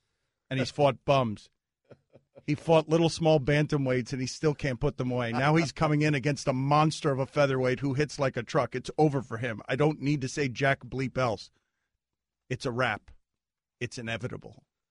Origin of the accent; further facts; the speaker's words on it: Ireland; I'm an Irishman.